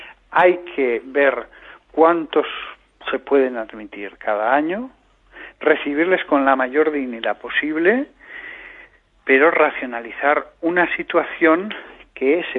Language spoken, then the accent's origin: Spanish; Aragon, Spain; Yo hablo con pasión y entusiasmo, como buen aragonés que soy